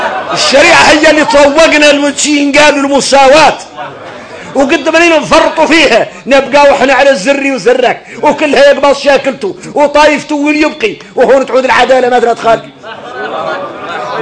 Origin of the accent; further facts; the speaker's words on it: Mauritania; ولذلك اركنين نخلعوا احنا موريتاني من الصحاب.